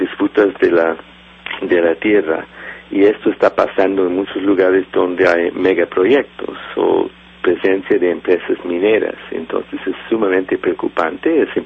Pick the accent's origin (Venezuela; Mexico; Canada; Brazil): Canada; yo creo que como canadiense que ha viajado en la región desde los años 80